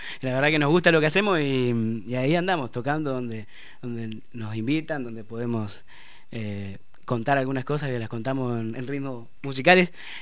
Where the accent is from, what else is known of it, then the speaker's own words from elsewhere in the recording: Chajarí, Entre Ríos, Argentina; En Chajarí Entre Ríos.